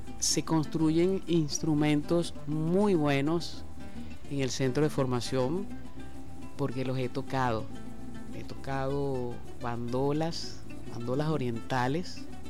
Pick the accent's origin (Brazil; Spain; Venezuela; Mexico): Venezuela; muy personalmente como venezolana